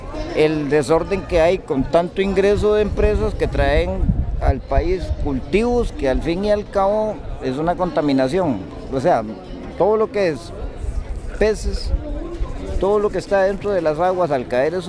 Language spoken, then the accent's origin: Spanish; Palmar Sur, Puntarenas, Costa Rica; vengo de Finca 9, de Palmar Sur, de Osa.